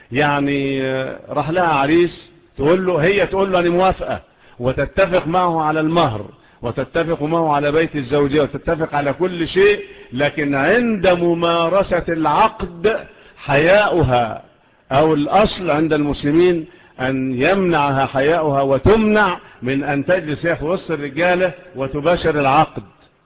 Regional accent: Egypt; والقضاء عندنا في مصر إلى الآن

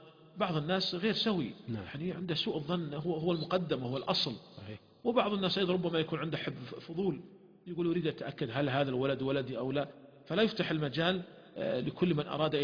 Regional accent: Saudi Arabia; ولهذا عندنا في المملكة العربية السعودية هناك قرار صادر مجلس الوزراء

